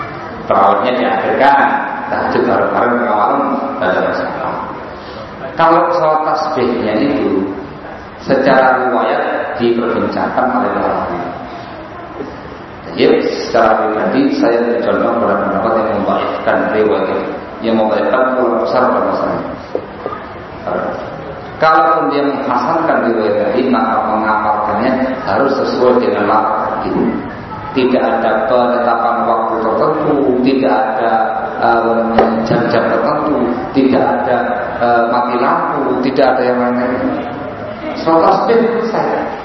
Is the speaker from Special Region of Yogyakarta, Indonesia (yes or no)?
yes; Yogyakarta, Special Region of Yogyakarta, Indonesia; Saya dari Jogja.